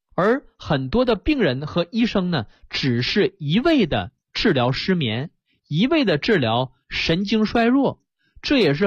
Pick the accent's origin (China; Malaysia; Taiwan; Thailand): China; 我们中国人造字儿一个字儿是一个字儿啊